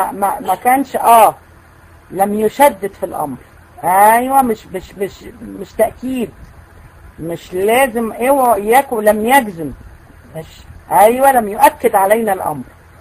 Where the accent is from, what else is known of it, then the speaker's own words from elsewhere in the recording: Egypt; احنا عندنا في مصر